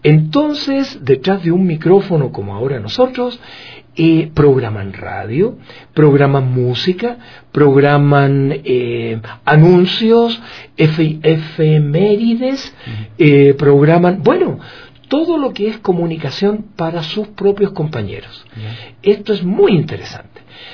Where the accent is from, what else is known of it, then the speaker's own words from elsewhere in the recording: Ecuador; accent: Chilean-tinged; achilenado, pero yo soy más ecuatoriano que chileno.